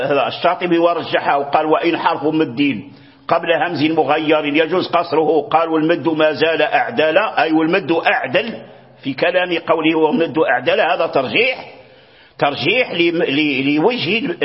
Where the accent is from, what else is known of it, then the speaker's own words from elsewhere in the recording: Fez, Fès-Meknès, Morocco; يعني بفاس عندنا بفاس وجرى به العمل